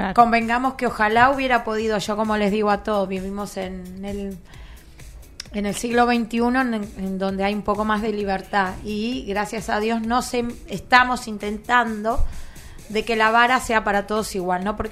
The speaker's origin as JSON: {"language": "Spanish", "town": "Quilmes", "region": "Buenos Aires Province", "country": "Argentina", "tie": "born there", "said": "Yo nací casi en Quilmes"}